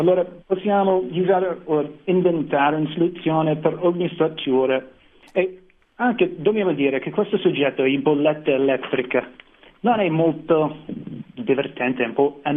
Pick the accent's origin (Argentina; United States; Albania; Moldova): United States; Italian is a second language